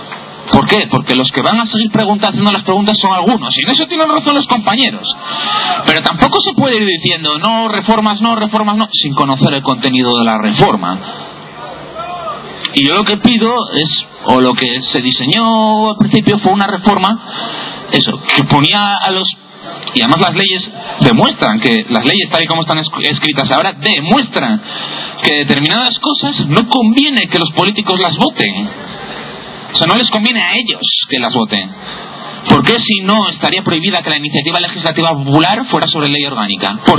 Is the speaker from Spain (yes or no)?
yes; Oviedo, Asturias, Spain; Yo soy de Oviedo. Nací aquí.